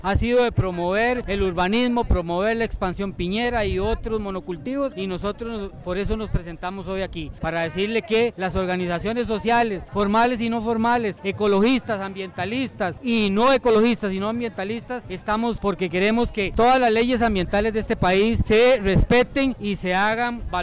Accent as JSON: {"language": "Spanish", "town": "Desamparados", "region": "San José", "country": "Costa Rica", "said": "soy del Cantón de Desamparados aquí en la Meseta Central"}